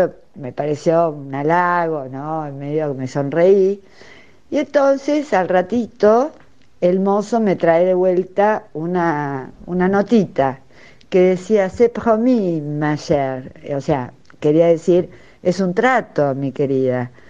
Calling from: Buenos Aires, Argentina; de Recoleta.

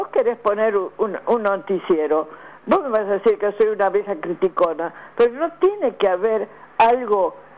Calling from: Avellaneda, Buenos Aires Province, Argentina; de Avellaneda

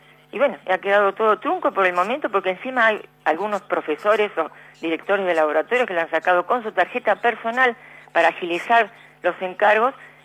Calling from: Berazategui, Buenos Aires Province, Argentina; de Berazategui.

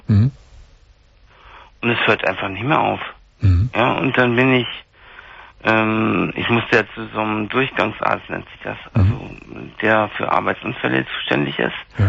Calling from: Munich, Bavaria, Germany; da war bei uns in München hier tierisch Glatteis

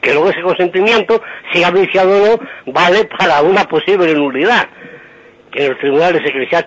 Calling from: Madrid, Community of Madrid, Spain; de Madrid.

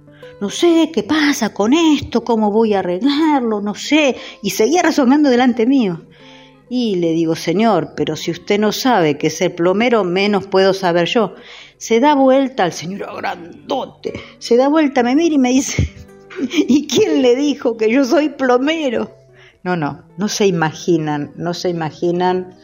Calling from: Mar del Plata, Buenos Aires Province, Argentina; de Mar del Plata

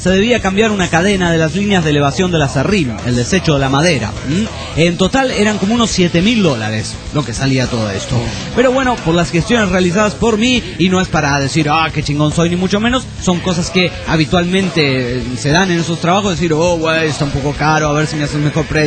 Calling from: Hermosillo, Sonora, Mexico; de Hermosillo, hace un chingo que no la veníamos por aquí reportándome rápidamente

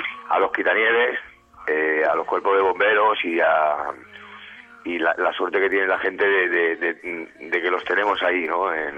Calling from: Buñol, Valencian Community, Spain; Te llamo desde Buñol, justamente del castillo de Buñol.

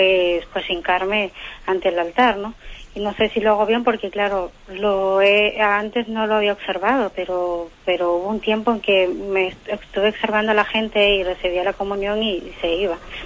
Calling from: Madrid, Community of Madrid, Spain; de Madrid.

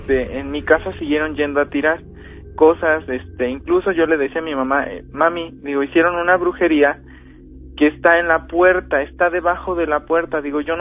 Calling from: Chilpancingo, Guerrero, Mexico; Ay, soy de Chilpancingo.

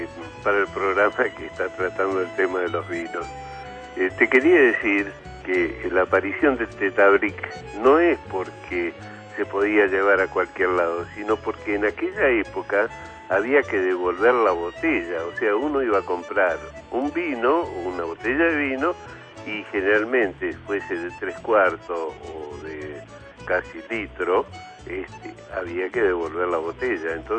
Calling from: Merlo, San Luis, Argentina; de Merlo, San Luis.

